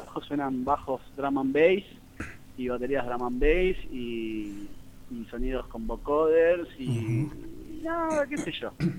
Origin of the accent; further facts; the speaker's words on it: Argentina; Y nosotros como argentinos tenemos mucha suerte de estar allí